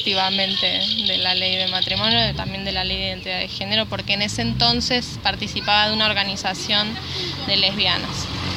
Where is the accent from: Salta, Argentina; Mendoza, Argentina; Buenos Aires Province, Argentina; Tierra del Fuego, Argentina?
Buenos Aires Province, Argentina; La Matanza; born there; nací en Buenos Aires, en La Matanza, y vine a vivir acá tras la sierra hace 5 años.